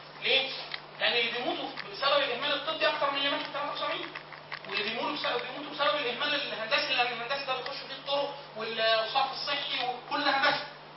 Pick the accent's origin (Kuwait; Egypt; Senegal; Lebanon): Egypt; مش عيب ان الواحد اقول ان انا مصري، واقول ان انا عربي، واقول ان انا مهندس.